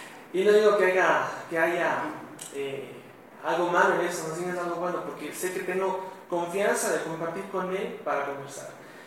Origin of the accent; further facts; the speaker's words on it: Cuenca, Azuay, Ecuador; Yo soy cuencano, tengo que decir que soy de Cuenca.